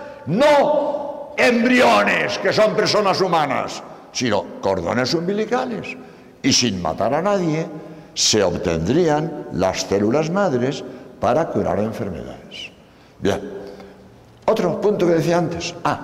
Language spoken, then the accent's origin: Spanish; Spain; Por cierto, como sabéis, soy español, hace unos días que llego de Madrid